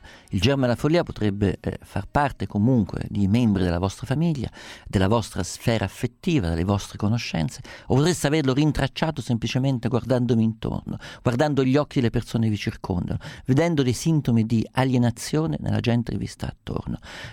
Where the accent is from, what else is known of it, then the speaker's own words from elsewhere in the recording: Umbria, Italy; essendo umbro so esattamente quanto Gubbio sia una città felicemente colpita dallo stigma di questa follia